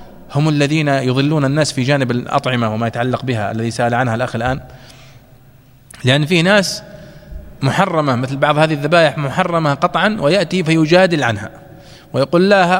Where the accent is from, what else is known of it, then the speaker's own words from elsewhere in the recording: Saudi Arabia; والأصل مثلا عندنا في السعودية مثلا هنا أنه لا يستورد